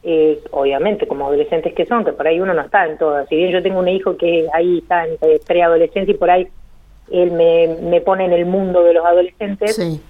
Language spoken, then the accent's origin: Spanish; Lamarque, Río Negro, Argentina; born there; now in Guatraché, Argentina; En realidad, hace 7 años que vivo acá en Huatrache. Uh-huh. Yo soy nacida en La Marque, Río Negro.